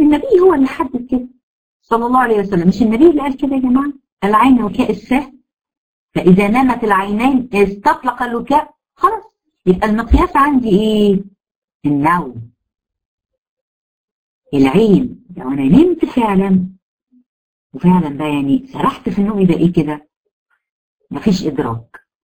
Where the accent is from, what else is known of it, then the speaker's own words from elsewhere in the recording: Egypt; وده يمكن المشهور عندنا في مصر